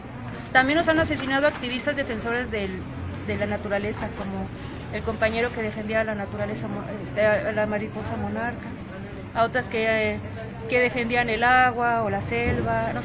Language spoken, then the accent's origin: Spanish; Mexico City, Mexico; born there; Soy nacida en la Ciudad de México.